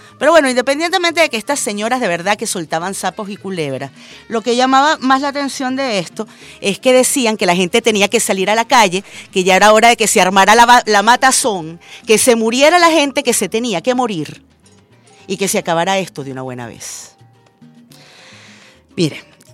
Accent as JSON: {"language": "Spanish", "country": "Venezuela"}